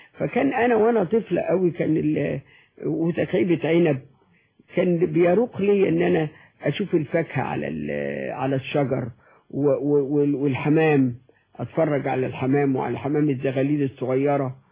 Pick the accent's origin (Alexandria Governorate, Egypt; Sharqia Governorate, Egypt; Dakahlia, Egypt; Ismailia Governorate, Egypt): Dakahlia, Egypt; Mansoura; moved away; also born or lived in Cairo; لما سكننا في الحلمية لما جينا من المنصورة وسكننا في الحلمية كنا دايما نمشي الحتة دي